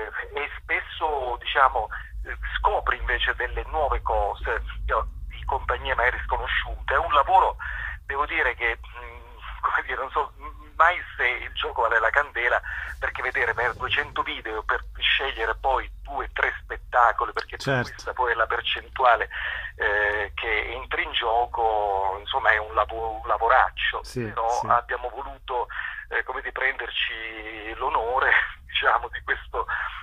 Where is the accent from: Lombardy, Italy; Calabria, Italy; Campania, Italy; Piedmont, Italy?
Calabria, Italy; con un'esigenza proprio nostra da calabresi di non fare sempre soltanto viaggi in giro per l'Italia